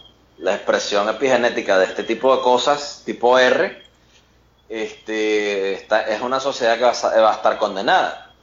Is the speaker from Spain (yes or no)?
no; Venezuela; hablo, obviamente, esto es hablando como un venezolano que está viendo la sociedad mexicana desde afuera